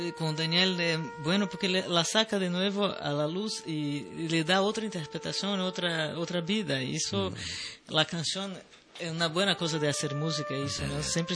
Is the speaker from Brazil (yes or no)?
yes; Bahia, Brazil; Spanish is a second language; Puede ser que soy de Bahía